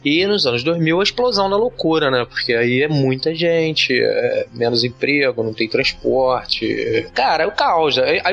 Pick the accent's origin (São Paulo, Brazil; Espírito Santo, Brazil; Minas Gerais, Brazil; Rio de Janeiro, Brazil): Rio de Janeiro, Brazil; eu nasci em Jacarepaguá, que é um bairro que na época que eu nasci em 76, era um bairro bem quase rural, né? Um bairro bem isolado. Eu cresci em casa, num condomínio fechado, assim, na beira da mata.